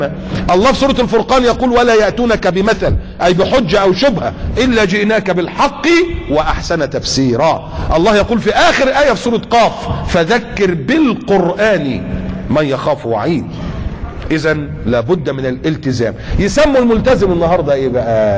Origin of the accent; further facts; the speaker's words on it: Egypt; الزلزال اللي كان حصل عندنا في مصر في التسعينات